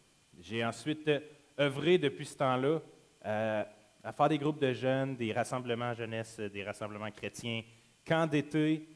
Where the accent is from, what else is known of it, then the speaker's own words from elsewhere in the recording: Quebec, Canada; je viens de la région de Trois-Rivières, Shawinigan, les environs. J'ai grandi pendant toute mon enfance.